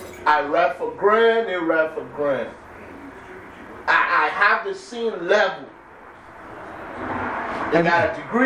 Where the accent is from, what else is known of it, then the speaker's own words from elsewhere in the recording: Nigeria; I know how to, because I was raised in Nigeria.